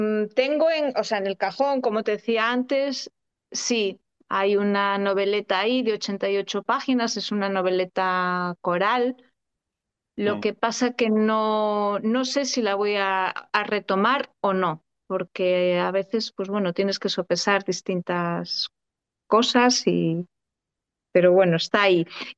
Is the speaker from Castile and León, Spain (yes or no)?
yes; Castile and León, Spain; born there; Hay algunas reservas cerca, en la provincia de Zamora, por ahí.